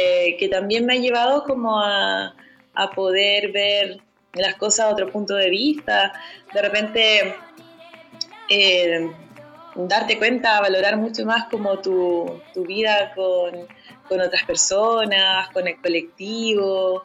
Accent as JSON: {"language": "Spanish", "town": "Paillaco", "region": "Los Ríos", "country": "Chile", "said": "Bueno, yo soy de Paillaco, ya ustedes lo saben"}